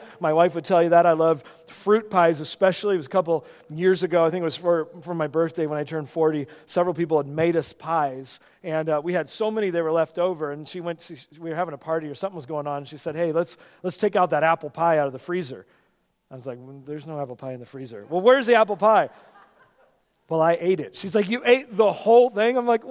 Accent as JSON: {"language": "English", "region": "West Coast", "country": "United States", "lives_now": "Pennsylvania, United States", "said": "This is not where I came from the West Coast, where you're around all your family"}